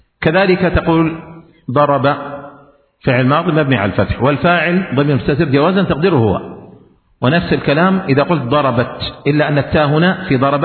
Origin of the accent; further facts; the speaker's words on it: Yemen; لكن عندنا في اليمن يقولون في الإعراب